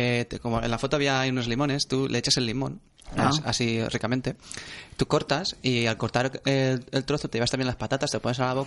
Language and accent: Spanish; Valencian Community, Spain; me vais a tachar de talibán de la paella, como somos todos los valencianos.